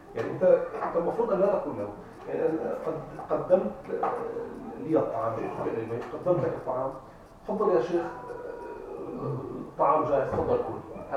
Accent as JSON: {"language": "Arabic", "town": "Damascus", "region": "Damascus Governorate", "country": "Syria", "said": "أو حتى عندنا نحن عندنا في دمشق لا نجعل مثلا الضيف يعني العادة القديمة العربية"}